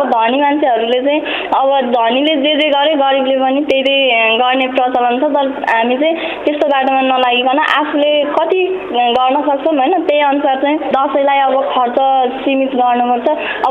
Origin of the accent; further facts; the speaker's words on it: Bhirpani, Bagmati, Nepal; now in Manthali, Nepal; मेरो घर रामेछाप भिरपानी हो। हाल चाहिँ मन्थलीमा बस्दैछु।